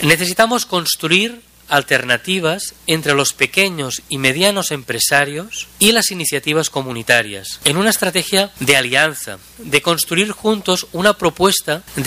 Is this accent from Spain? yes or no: yes; Catalonia, Spain; yo como español o catalán